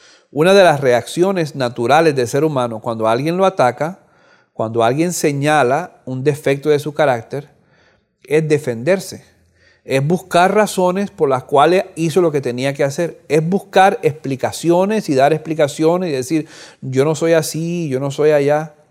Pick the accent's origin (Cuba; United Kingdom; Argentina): Cuba; moved away; Este año pasado yo fui a Cuba. Yo soy oriundo de Cuba, nací en Cuba. No había ido a Cuba por mucho tiempo. Después, hace 2 años, regresé después de 40 años.